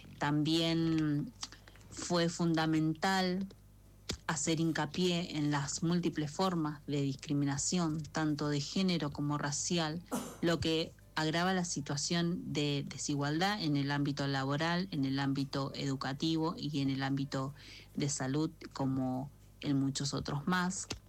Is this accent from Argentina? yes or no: yes; Merlo, San Luis, Argentina; soy integrante de Trenza Raíz, comunidad de mujeres afroargentinas y afrodescendientes de Merlo San Luis